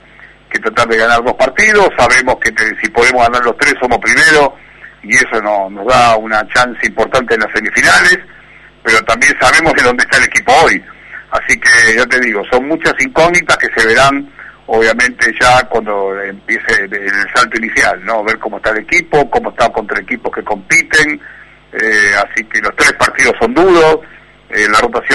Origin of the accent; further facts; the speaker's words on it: Argentina; soy un entrenador argentino, con identidad argentina, que crecí y se desarrolló en el país